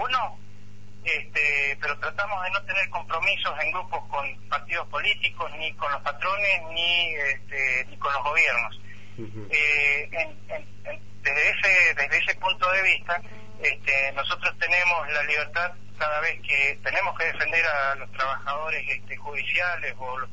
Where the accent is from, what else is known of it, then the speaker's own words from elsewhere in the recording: Mendoza, Argentina; acá en General Alvear, específicamente, para que se ubiquen, nosotros estamos a 330 kilómetros de la ciudad capital, al sur, o sea que nosotros somos los mendocinos más vecinos de ustedes.